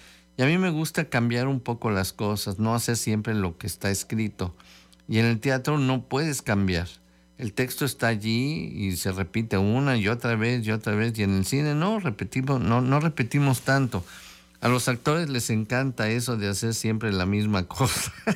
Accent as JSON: {"language": "Spanish", "country": "Spain", "said": "Yo soy español y viajo a Estados Unidos, Japón, Latinoamérica"}